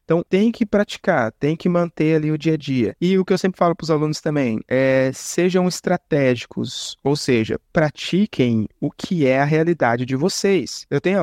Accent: Quebec, Canada; Eu sou de Quebec.

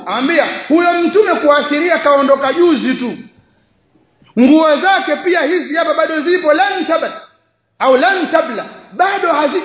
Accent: Tanga, Tanga Region, Tanzania; Mwaikumbuka kule kwetu Tanga inafanywa sana hiyo.

